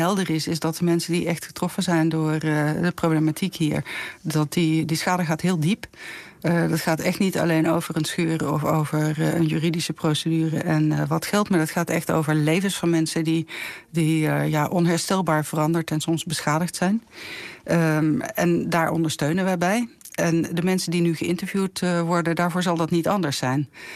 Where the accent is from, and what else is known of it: Rotterdam, South Holland, Netherlands; born or raised there; also born or lived in Limburg